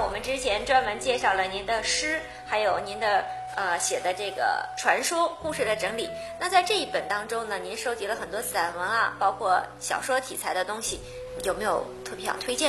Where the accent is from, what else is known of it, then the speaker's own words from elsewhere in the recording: China; 这种孝道为本的精神正是我们中国人的传统的这个文化和理念